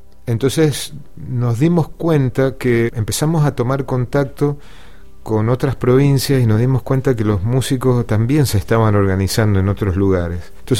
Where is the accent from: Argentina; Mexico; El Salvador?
Argentina; Mendoza; la fiesta que nos representa como mendocinos a nivel nacional y a nivel mundial, cosa que antes los músicos mendocinos no estábamos en esa fiesta